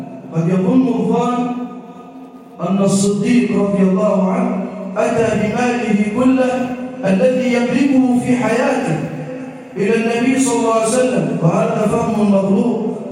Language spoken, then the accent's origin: Arabic; Egypt; واجعل بلدنا مصر راحة للأمن والأمان والسلم والسلام